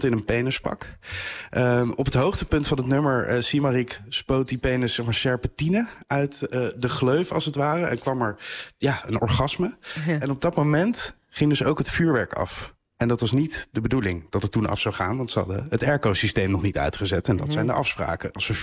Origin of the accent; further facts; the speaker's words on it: The Hague, South Holland, Netherlands; Ik kom zelf uit Den Haag.